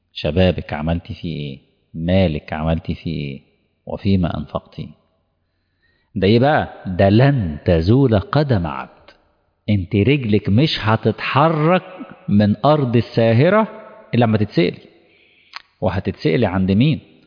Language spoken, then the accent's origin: Arabic; Egypt; طبعا مش اقصد مصر يعني كمصري